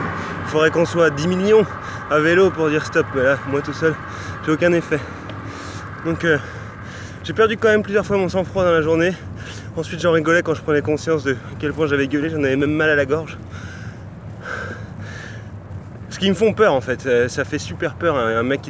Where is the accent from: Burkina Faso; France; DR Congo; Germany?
France; j'ai 29 ans. Je suis parti il y a 3 mois, 5 jours maintenant, de chez moi en France, et je suis actuellement après Istanbul, entre Istanbul et Ankara.